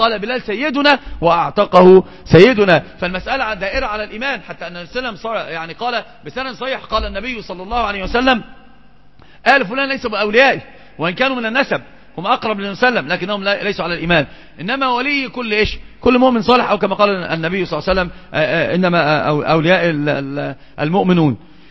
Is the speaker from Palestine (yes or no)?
no; Egypt; نحن عندنا في مصر في مثل مشهور جدا